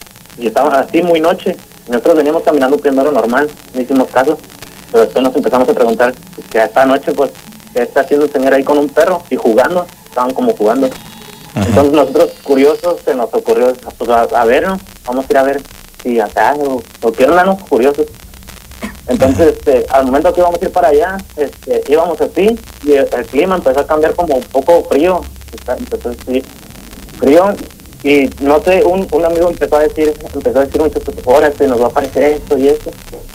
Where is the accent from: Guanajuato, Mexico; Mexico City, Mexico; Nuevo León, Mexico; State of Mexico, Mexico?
Guanajuato, Mexico; San Miguel de Allende; now in Dallas, United States; yo soy de San Miguel de Allende, pero estoy un tiempo acá en Dallas